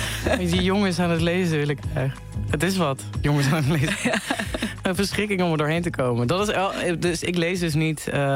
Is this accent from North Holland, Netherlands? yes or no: no; Venlo, Limburg, Netherlands; Ik had gezegd dat wij in Venlo, waar ik vandaan kom, naar een concert zouden gaan.